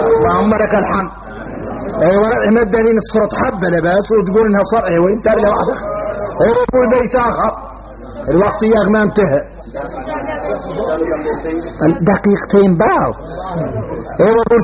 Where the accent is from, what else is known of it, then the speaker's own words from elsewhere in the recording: Mauritania; احنا موريتاني بينا كبر،